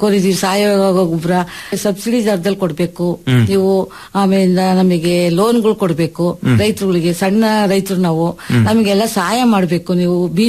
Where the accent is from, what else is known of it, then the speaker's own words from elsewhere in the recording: Karnataka, India; ಭದ್ರಾವತಿಗೆ 12 kilometre.